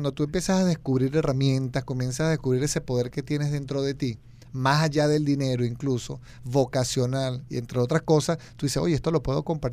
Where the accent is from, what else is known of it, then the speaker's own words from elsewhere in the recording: Venezuela; Estas son las mías y me fue bien con esto, siendo venezolano